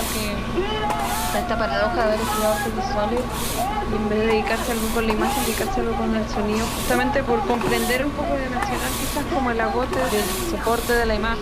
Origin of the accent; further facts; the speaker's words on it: Chile; soy artista sonora chilena.